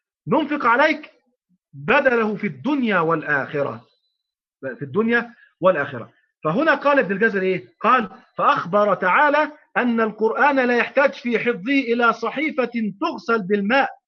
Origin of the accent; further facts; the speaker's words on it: Egypt; وإحنا عندنا في مصر الحمد لله غالب المشايخ أو جل المشايخ يقرؤون غيبا عن ظهر قلب